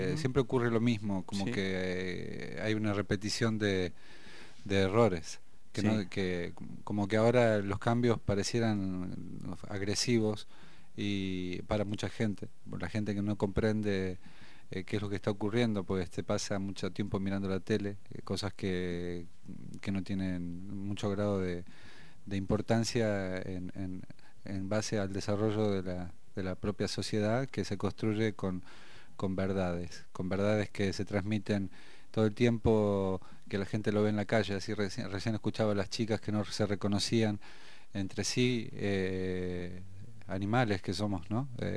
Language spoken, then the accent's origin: Spanish; General Roca, Río Negro, Argentina; born there; Yo soy originario, descendiente de Mapuche, y la ciudad donde nací es General Roca.